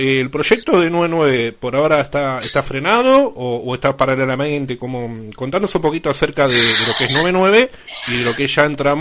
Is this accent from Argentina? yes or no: yes; Las Flores, Buenos Aires Province, Argentina; yo cuando vivía en mi pueblo, en Las Flores